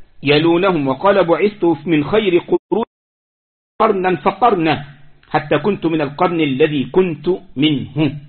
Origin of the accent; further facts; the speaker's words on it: Egypt; عندنا في مصر يقول لك صاحب بالين كذاب وصاحب ثلاثة منافق.